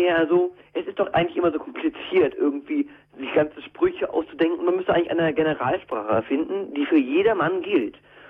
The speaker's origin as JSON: {"language": "German", "country": "Germany", "said": "Ich bin Deutscher."}